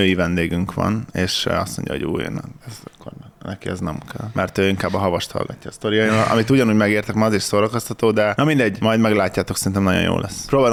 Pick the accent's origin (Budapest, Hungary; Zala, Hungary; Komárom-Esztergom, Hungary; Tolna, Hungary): Komárom-Esztergom, Hungary; Nem pestiek vagyunk, gyerekek. Mi nem Pesten jártunk gimibe, hanem a borzalmas Komárom-Esztergom megyében.